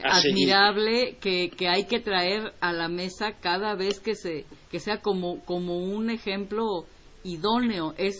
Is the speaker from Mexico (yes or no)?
yes; Mexico; born there; soy mexicana de nacimiento. Okay. Pero déjame decirte que estuve casada con un cubano, por supuesto. Tengo familia política en Cuba.